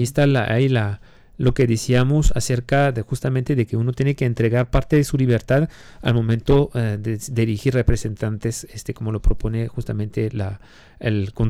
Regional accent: France; Spanish is a second language; now in Mexico; Yo, siendo francés, no teniendo la nacionalidad mexicana, como quiera tengo que pagar impuestos como ustedes

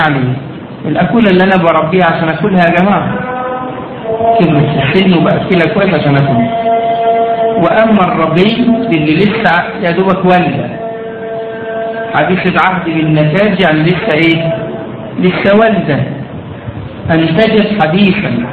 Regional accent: Egypt; طبعا احنا يمكن الزكاة الماشية مش مطروقة عندنا في مصر، وكذلك زكاة الزروع مش موجودة هنا في مصر

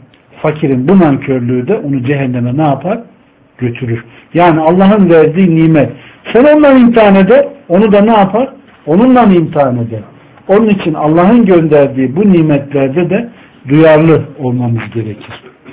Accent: Ankara, Turkey; ben ortaokula kadar elektriksiz bir ortamda oturdum. Ankara gibi bir yerde. Doğma büyüme buradayım.

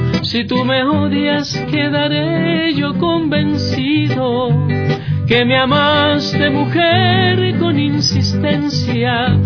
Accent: Manabí, Ecuador; No, yo soy originario de Manabí, entonces la gente allá tiene pues otras actividades.

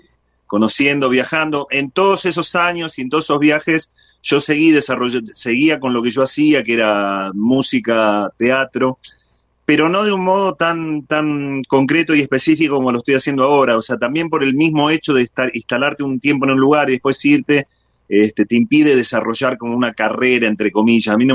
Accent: Buenos Aires, Argentina; Yo soy oriundo de Buenos Aires, pero de Buenos Aires

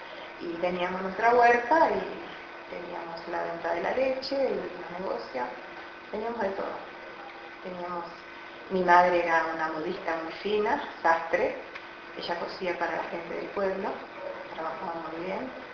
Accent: Alvear, Corrientes, Argentina; yo vengo de Corrientes, yo vivía frente a Brasil, Alvear, un pueblito que está frontera con Itaquí, Brasil, pasando Uruguayana, pasando Rosales Vivi. Es un pueblo chiquito, nosotros no hablamos el guaraní, hablamos más el portugués que el guaraní. Yo nací y me crié ahí

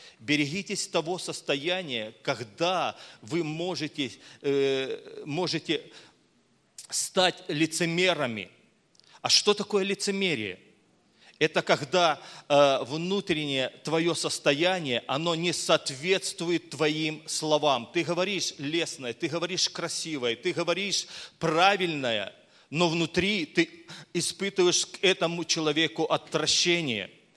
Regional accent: Crimea, Ukraine; now in Donetsk, Ukraine; я еду вот к себе домой в Донецк, хотя я сам родом с Крыма и родился там, и вырос там, вот, ну, вот, у меня просто, я даже до сих пор там прописан.

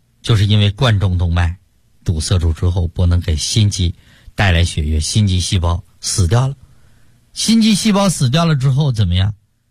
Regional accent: China; 我们中国人就不会再被心脑血管疾病所困

